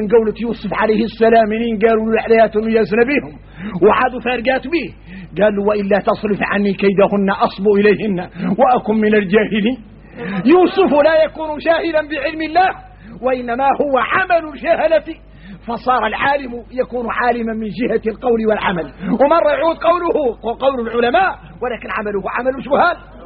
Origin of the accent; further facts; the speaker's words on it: Mauritania; احنا موريتاني بينا الشدة